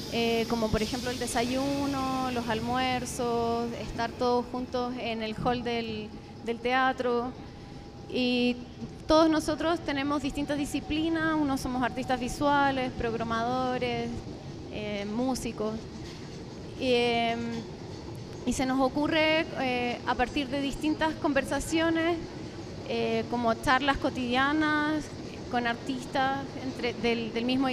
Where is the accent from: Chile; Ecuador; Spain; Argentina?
Chile; de Chile.